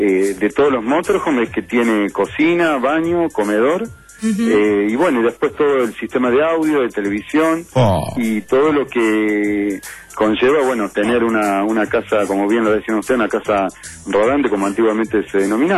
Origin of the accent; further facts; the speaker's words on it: Córdoba, Argentina; No, porque justamente estás hablando con alguien que no es nacido criado acá, soy más bien de Córdoba.